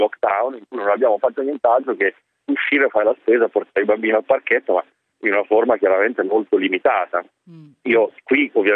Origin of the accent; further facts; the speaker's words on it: Milan, Lombardy, Italy; now in Russia; io da milanese, quindi in questi mesi in contatto con amici a Milano